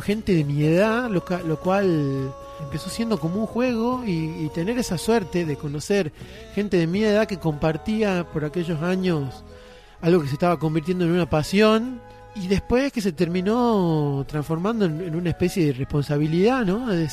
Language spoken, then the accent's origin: Spanish; Tucumán, Argentina; born there; now in Luyaba, Argentina; soy tucumano de nacimiento, he tenido la suerte, creo, de haber vivido en muchos lugares y vivo actualmente en Luyaba